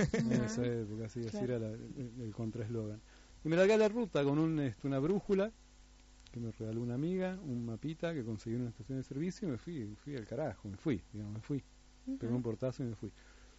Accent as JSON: {"language": "Spanish", "town": "La Falda", "region": "Córdoba", "country": "Argentina", "tie": "born or raised there", "also_born_or_lived": "Resistencia", "said": "Es un largo periplo, es un largo periplo. A los poquitos, no sé, tendría un año, mi familia se fue a La Falda, en Córdoba."}